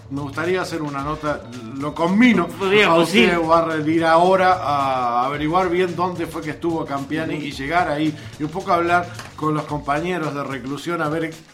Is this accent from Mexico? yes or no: no; Uruguay; Todo eso que nos dolió, uh-huh, como uruguayos, el no tener la aerolínea de bandera.